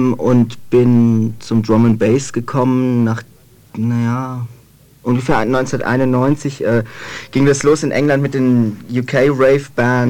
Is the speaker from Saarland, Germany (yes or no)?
no; Würzburg, Bavaria, Germany; Ich komme aus Würzburg. War aber jahrelang oder eigentlich Zeit meines Lebens fast auf Internaten. Eines davon war bei Nürnberg in Bayern